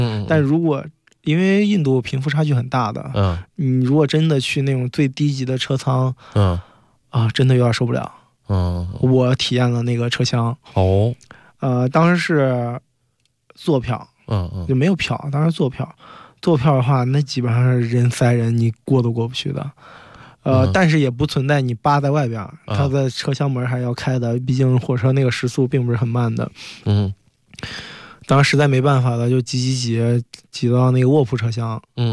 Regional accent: Zhengzhou, Henan, China; 我老家郑州的，我还遇见几个河南人

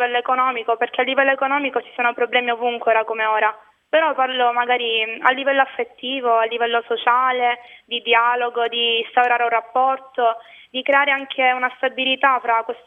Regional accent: Palermo, Sicily, Italy; Personalmente a me, che non sono dello Zen, dispiace molto, perché lo Zen fa parte della mia città

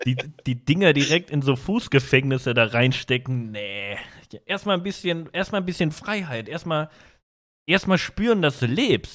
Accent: North Rhine-Westphalia, Germany; Aber ich komme auch aus, also ich komme auch aus NRW, ich komme jetzt nicht irgendwie Eifelgegend oder Sauerland oder irgendwo, wo jetzt richtig Schnee und Eis ist, ne?

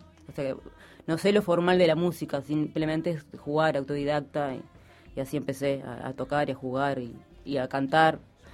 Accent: San José, Uruguay; moved away as an adult; porque soy de San José, cuando vine de San José, pero ya tenía 20

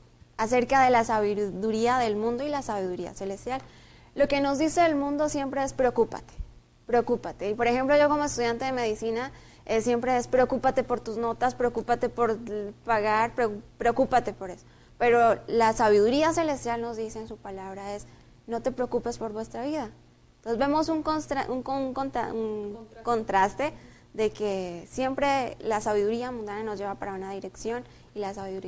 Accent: Colombia; estudio medicina, soy de Colombia

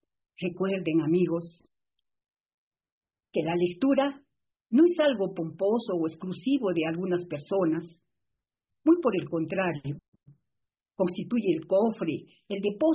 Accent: Arequipa, Peru; quiero expresar una vez más el inmenso cariño a mi tierra arequipeña, que siempre será fuente de mi inspiración.

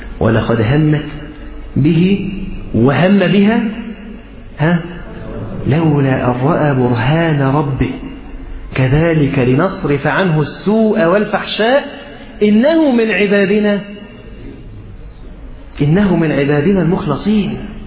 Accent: Egypt; accent: Egyptian; عارف لما احنا نقول حتى في لهجتنا المصرية كده أنا تعبان خالص

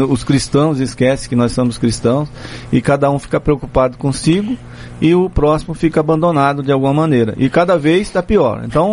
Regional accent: Northeast Region, Brazil; eu prefiro ficar aqui na minha terra mesmo, no Nordeste.

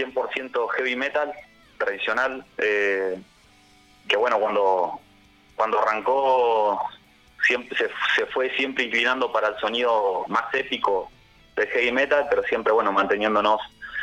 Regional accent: Choele Choel, Río Negro, Argentina; nosotros arrancamos viviendo, nosotros somos de Cholechuel, sí. Río Negro

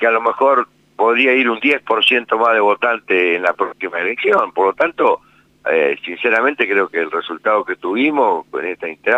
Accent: Colonia Barón, La Pampa, Argentina; yo soy de Colonia Barón, pero bueno, ya tengo cierta inserción en distintos lugares, incluso hasta en Santa Rosa.

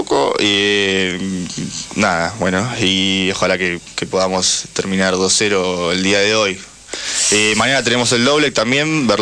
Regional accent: Almagro, Buenos Aires, Argentina; Yo soy de Almagro, exactamente.

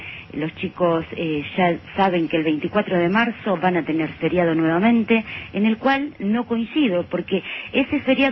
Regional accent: Argentina; porque como argentina que soy lo quiero mucho

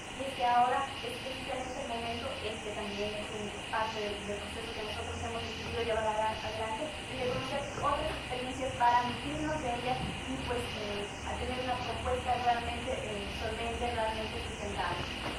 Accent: Bolivia; No tenemos que tener esa capacidad reactiva que hasta ahora hemos venido manejando como bolivianos

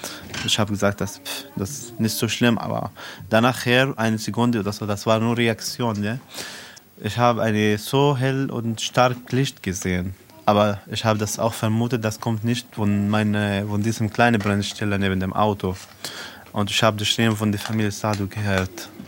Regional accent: South Governorate, Lebanon; German is a second language; now in Germany; Ich komme aus Südlibanon, aus Libanon. Und ich wohne seit 5 Jahren hier in Deutschland mit meiner Familie, mit meinem Vater, Mutter und 6 Kindern.

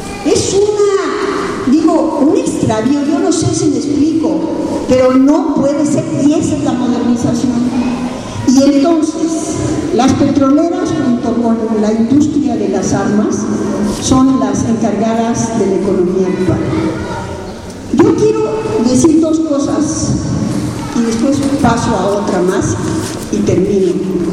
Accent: Mexico City, Mexico; now in Atotonilco, Mexico; Los que vinimos de México, Distrito Federal, a San Miguel Allende y aquí a Totonilco, vimos la modernización salvaje de Querétaro.

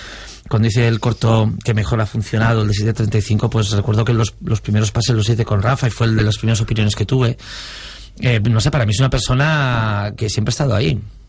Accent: Cabezón de la Sal, Cantabria, Spain; en mi pueblo, en Cabezón de la Sal, Cantabria

